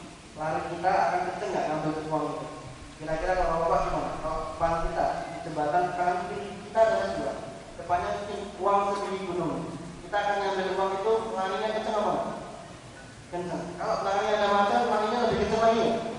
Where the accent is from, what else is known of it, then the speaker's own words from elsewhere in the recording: Surakarta, Central Java, Indonesia; now in Jakarta, Indonesia; saya orang Solo, tapi sekarang tinggalnya di Jakarta.